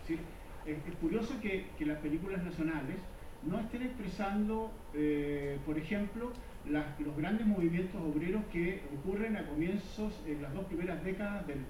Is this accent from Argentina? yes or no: no; Chile; cómo somos, nosotros los chilenos